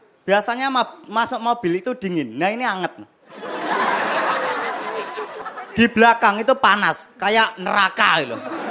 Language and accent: Indonesian; Madiun, East Java, Indonesia; Perkenalkan … saya dari Madiun. Saya ini anaknya petani.